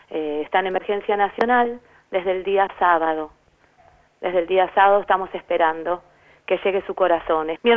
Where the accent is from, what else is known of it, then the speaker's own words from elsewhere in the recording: Quilmes, Buenos Aires Province, Argentina; nosotros somos de Quilmes